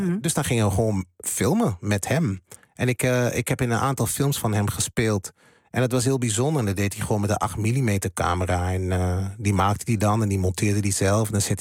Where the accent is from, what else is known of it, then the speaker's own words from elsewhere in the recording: Hengelo, Overijssel, Netherlands; Maar ik ben wel een tukker. En dat ben ik ook altijd geweest. Want ik ben geboren en getogen in Hengelo. Dus dan ben ik een tukker.